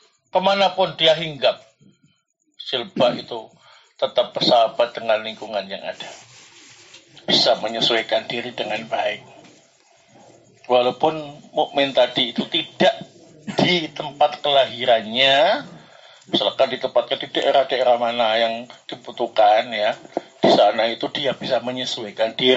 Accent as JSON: {"language": "Indonesian", "town": "Sidayu", "region": "East Java", "country": "Indonesia", "said": "mungkin karena saya orang Jawa Timur, ya, Gresik lagi, Sidayu lagi, ya."}